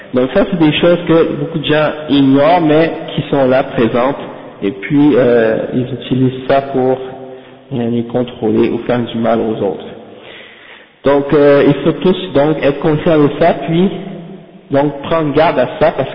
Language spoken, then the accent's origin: French; Haiti; comme par exemple chez nous en Haïti par exemple.